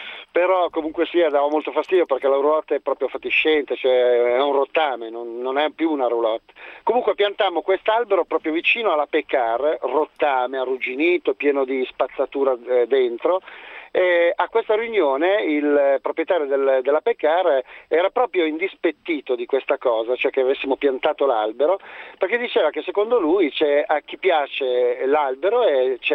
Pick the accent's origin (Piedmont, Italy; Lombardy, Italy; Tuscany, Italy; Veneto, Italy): Lombardy, Italy; Cernusco sul Naviglio; now in Milan, Italy; Io adesso telefono da Milano, sono di Cernusco sul Naviglio.